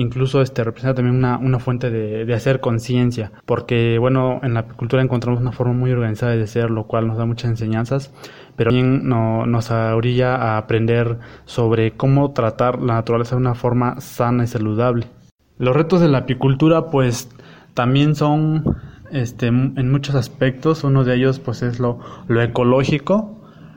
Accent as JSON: {"language": "Spanish", "town": "Xochitlán de Flores Magón", "region": "Oaxaca", "country": "Mexico", "said": "Soy del municipio de Los Xochitlán de Flores Magón, en la región cañada del estado de Oaxaca, en la Sierra Mazateca."}